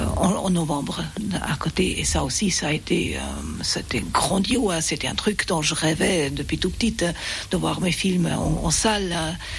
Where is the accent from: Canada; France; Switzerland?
Switzerland; Geneva; French is a second language; also born or lived in Basel; Mais j'ai grandi en Suisse romande à Genève à partir de l'âge de 10 ans. C'est d'ailleurs là-bas que j'ai appris le français, j'ai fait ma scolarité française